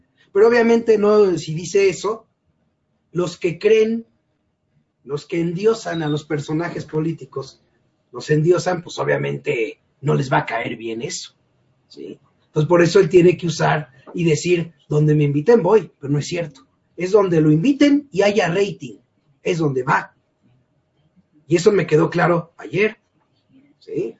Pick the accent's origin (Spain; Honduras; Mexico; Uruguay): Mexico; Tengo que buscarle, como muchos mexicanos, para irla llevando